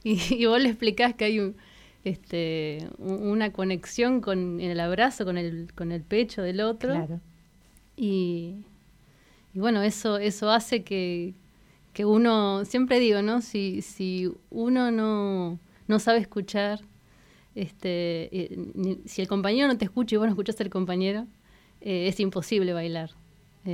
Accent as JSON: {"language": "Spanish", "town": "Bahía Blanca", "region": "Buenos Aires Province", "country": "Argentina", "moved": "as an adult", "lives_now": "La Pampa, Argentina", "said": "Yo soy de Bahía Blanca, como contabas. Me fui a estudiar, cuando terminé el secundario, a Buenos Aires, a estudiar comunicación social, periodismo. Y bueno, cuando terminé la carrera había conocido en el verano a alguien de acá de La Pampa y me vine para acá."}